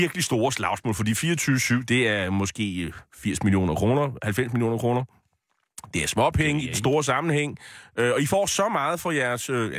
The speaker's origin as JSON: {"language": "Danish", "town": "Bornholm", "region": "Capital Region of Denmark", "country": "Denmark", "said": "Og vi sender over til Bornholm, hvor jeg kommer fra."}